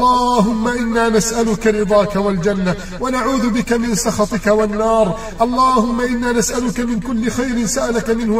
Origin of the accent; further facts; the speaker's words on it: Egypt; اللهم من أراد بلدنا مصر بسوء فأشغله بنفسه